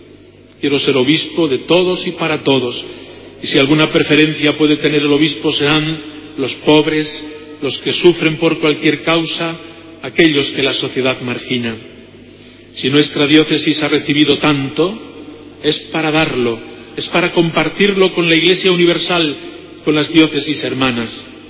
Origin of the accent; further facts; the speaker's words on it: Puente del Arzobispo, Castilla-La Mancha, Spain; la etapa de mi pueblo natal, Puente del Arzobispo, del que nunca me he sentido desarraigado, sino al que vuelvo con los mejores recuerdos de mi infancia y juventud